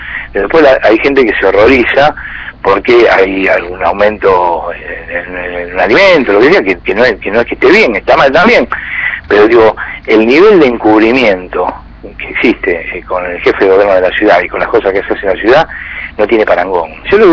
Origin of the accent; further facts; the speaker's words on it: Buenos Aires, Argentina; yo soy porteño, vivo en la capital